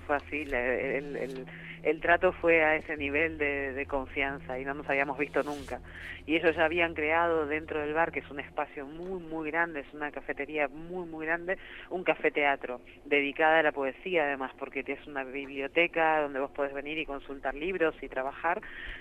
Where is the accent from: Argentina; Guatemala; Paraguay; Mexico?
Argentina; Buenos Aires; Yo aquí me nombro como sudaca porteña siempre, o sea que antes que porteña, sudaca.